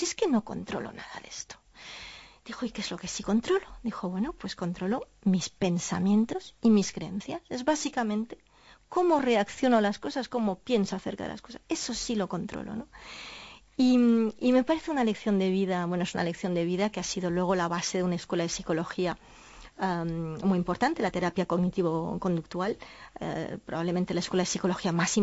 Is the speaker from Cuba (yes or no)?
no; Catalonia, Spain; soy española, soy catalana, cuando voy a Galicia me siento gallega, soy europea